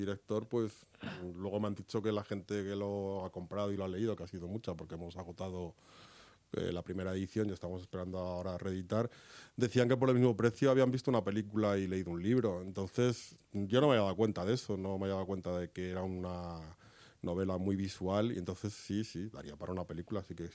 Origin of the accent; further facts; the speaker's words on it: Madrid, Community of Madrid, Spain; Yo soy madrileño, tengo 45 años, llevo aquí toda la vida